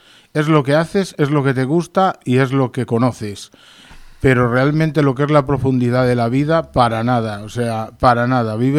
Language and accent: Spanish; Las Navas del Marqués, Castile and León, Spain; now in Sierra Norte de Madrid, Spain; y que es de las Navas del Marqués Ávila, con mucho orgullo, porque bueno, pues me encanta mi tierra, me encanta mi gente. Por circunstancias llevo aquí 5 años ya, 6 años en la Sierra Norte de Madrid.